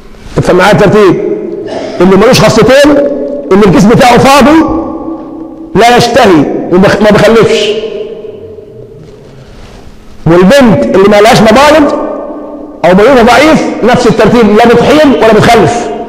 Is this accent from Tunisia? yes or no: no; Egypt; ده حل كمصريين، ومن ثم بنجيب